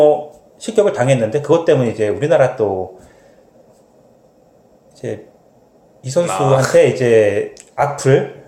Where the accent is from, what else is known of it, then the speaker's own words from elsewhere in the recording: South Korea; 저도 아무래도 한국 사람이다